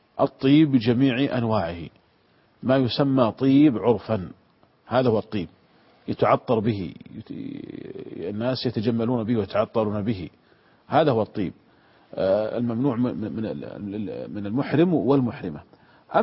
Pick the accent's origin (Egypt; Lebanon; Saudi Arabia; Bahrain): Saudi Arabia; كانت عندنا في المملكة العربية السعودية قديما تسمى عكس وعكوس